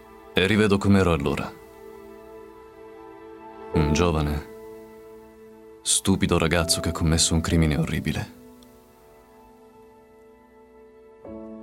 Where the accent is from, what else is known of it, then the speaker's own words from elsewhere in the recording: Catania, Sicily, Italy; now in Rome, Italy; Di Catania, vengo da Catania ma vivo a Roma da 2 anni.